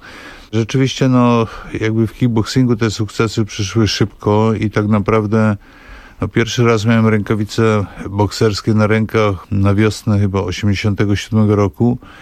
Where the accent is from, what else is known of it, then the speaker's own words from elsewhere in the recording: Bystrzyca Kłodzka, Lower Silesian Voivodeship, Poland; moved away as an adult; also born or lived in Wrocław; now in Warsaw, Poland; ja jestem z Dolnego Śląska, to znaczy urodziłem się we Wrocławiu, natomiast przyznaję się do Bystrzycy Kłodzkiej, bo tam właściwie no, spędziłem wczesną młodość i właściwie no, też kończyłem szkołę podstawową i później ogólniak. I dopiero w 1986 roku przeprowadziłem się do Warszawy ze względu na studia.